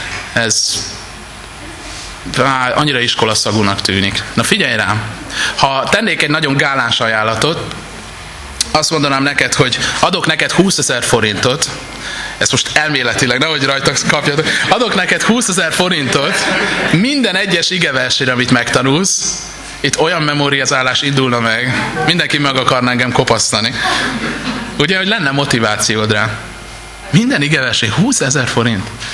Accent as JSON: {"language": "Hungarian", "region": "Budapest", "country": "Hungary", "tie": "born or raised there", "lives_now": "Vác, Hungary", "said": "Én echte budapesti angyalföldi gyerek vagyok, bocit képről láttam, de most Vácon élek"}